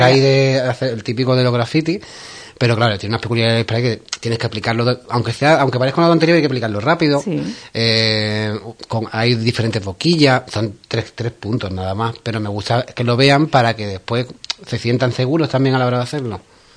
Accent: Ubrique, Andalusia, Spain; Porque mi pueblo.

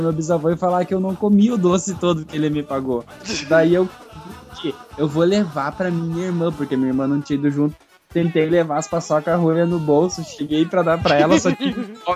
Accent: Eldorado dos Carajás, Pará, Brazil; Eu sou nascido no interior onde ocorreu o massacre de Eldorado dos Carajás. Eu fui criado sem eletricidade até os 3 anos

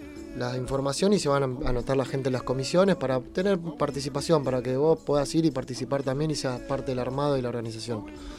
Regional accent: Buenos Aires, Argentina; Pero también somos de Devoto porque nacimos en Devoto y lo tenemos ahí al ladito.

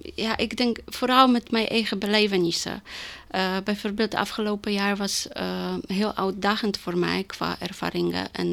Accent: Poland; now in Netherlands; Ik kom uit Polen.

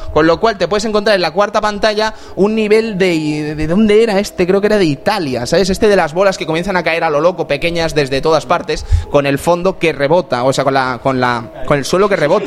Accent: Fuencaliente, Spain; en Fuencaliente, en mi pueblo, este juego estuvo casi todo el verano metido allí

